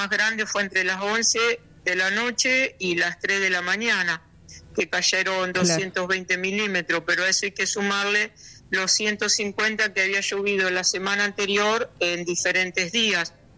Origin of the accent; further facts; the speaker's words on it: San Nicolás, Buenos Aires Province, Argentina; born there; moved away as an adult; now in Castelli, Argentina; Yo quizás por el acento ya se habrán dado cuenta, soy nacida en San Nicolás, provincia de Buenos Aires. Y hace 30 años que vivo aquí en Castelli, así que soy rechaqueña.